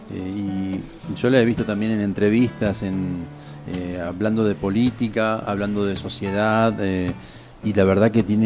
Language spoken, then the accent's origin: Spanish; Rosario, Santa Fe, Argentina; empecé a componer letras de tango sobre Rosario, porque vengo de Rosario, y era como una cosa así, la nostalgia de Rosario, pero hecha tango.